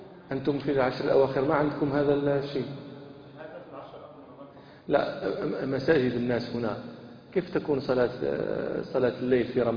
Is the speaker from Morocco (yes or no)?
yes; Morocco; هذه العادة موجودة عندنا في المغرب